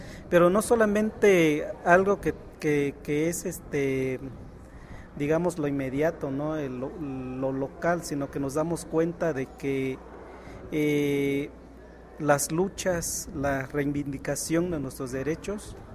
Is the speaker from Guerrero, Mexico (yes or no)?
yes; Guerrero, Mexico; de la Costa Chica del estado de Guerrero.